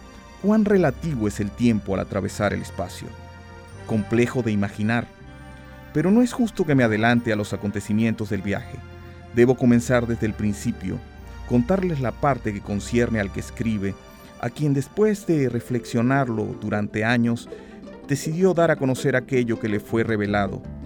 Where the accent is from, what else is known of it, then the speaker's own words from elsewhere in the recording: Valera, Trujillo, Venezuela; Yo soy de Valera.